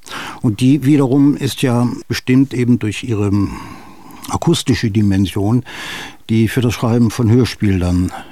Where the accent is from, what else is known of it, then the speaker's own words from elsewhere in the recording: Thuringia, Germany; Ich habe meine Kindheit in Thüringen verbracht, das war die Kriegskindheit im Harz